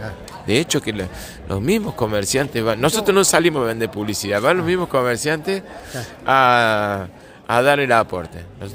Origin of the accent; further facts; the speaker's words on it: San Francisco Chañar, Córdoba, Argentina; yo he venido acá a compartir y a contar la historia de nuestro pueblo y de nuestro pago, allá en el norte profundo de Córdoba.